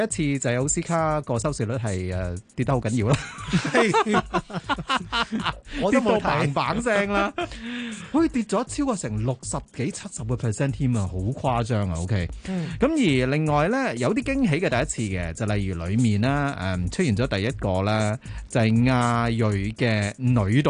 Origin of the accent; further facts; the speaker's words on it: Hong Kong; 我哋香港人嘅长远嘅即系演绎咧